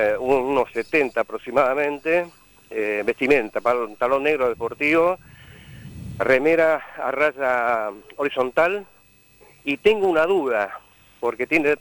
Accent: Villa Centenario, Buenos Aires, Argentina; soy de Villa Centenario, Banfield esto.

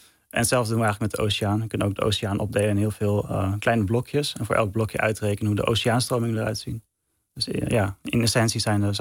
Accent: Castricum, North Holland, Netherlands; also born or lived in Amsterdam; Ja, ik ben geboren in Amsterdam. Maar ik ben opgegroeid in Castricum in principe. Dus naast de Noordzee.

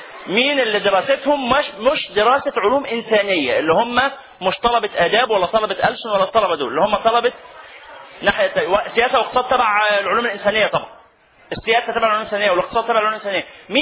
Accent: Egypt; والله ودي من المبشرات لنا كمصريين

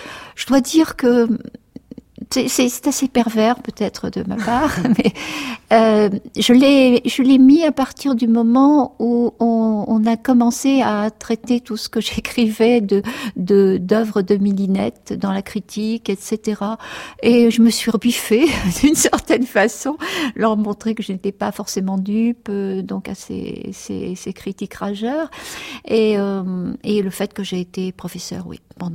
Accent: Lillebonne, Normandy, France; born there; Je suis née en Normandie, je suis née à Lillebonne, dans une petite ville qui se trouve à 25 km du Havre à peu près, et dans un quartier très ouvrier qui s'appelait La Vallée, donc pendant la guerre. Et mes parents tenaient là un café-épicerie

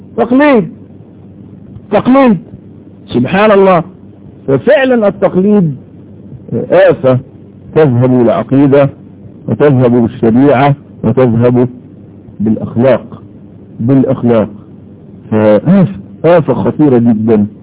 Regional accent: Egypt; واقول على الاقل في بلدنا مصر

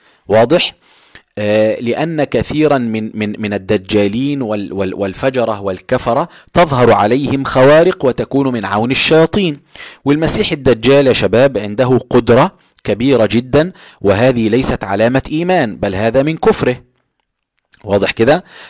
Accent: Egypt; والناس عندنا في مصر في بعض الأماكن في القاهرة وغيرها

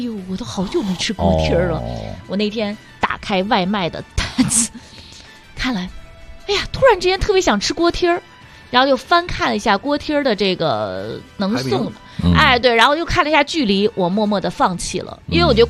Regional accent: Northwest China, China; 这边好像吃羊头肉不如我们西北那边多，对吧？

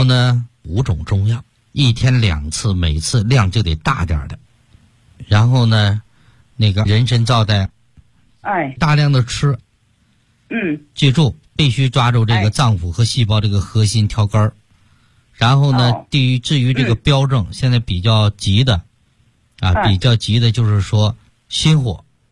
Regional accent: Tianjin, China; 像我们天津人爱吃的这个大饼卷油条不能吃

